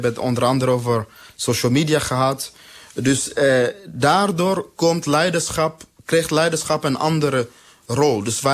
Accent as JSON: {"language": "Dutch", "country": "DR Congo", "second_language": "Dutch", "said": "Mensen uit Congo, waar ik vandaan kom, maar ook de SADC-regio en andere landen, gaan daar omdat het relatief economisch goed gaat."}